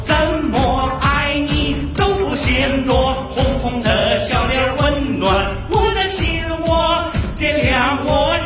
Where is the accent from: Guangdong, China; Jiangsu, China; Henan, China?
Henan, China; 我是来自河南的相声演员，